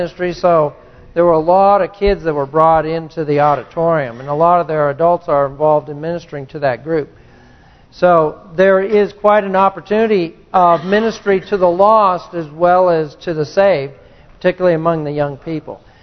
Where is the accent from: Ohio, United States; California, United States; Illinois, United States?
California, United States; Turns out she grew up just half a mile from where I grew up in California, in the canyon there.